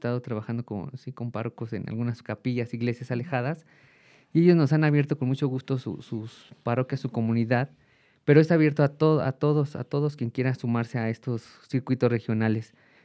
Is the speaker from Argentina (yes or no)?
no; Juchitepec, State of Mexico, Mexico; yo soy de Juchitepec y ahí tengo el Consejo de Cultura Parroquial que justo lo fundé en una iglesia